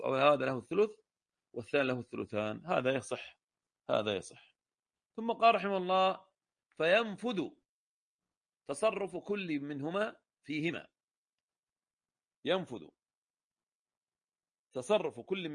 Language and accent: Arabic; Al-Ahsa, Eastern Province, Saudi Arabia; في الأصل العرق عندنا في الأحساء